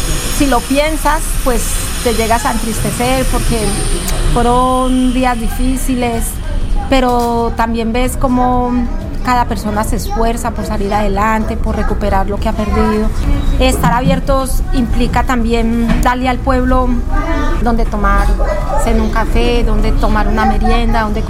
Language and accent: Spanish; Colombia; moved away; Yo soy muy colombiana, aunque lleve muchos años en este país